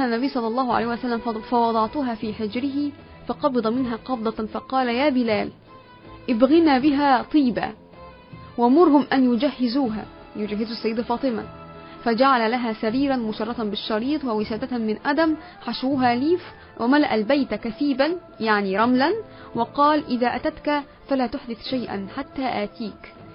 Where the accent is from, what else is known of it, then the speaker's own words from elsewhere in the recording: Egypt; اللي هي المدفونة عندنا في مصر هنا